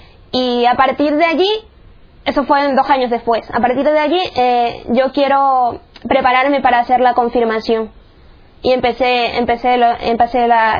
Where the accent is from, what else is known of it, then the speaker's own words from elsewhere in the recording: Chone, Manabí, Ecuador; born there; soy de Ecuador, nací en Choña, en la costa de Ecuador.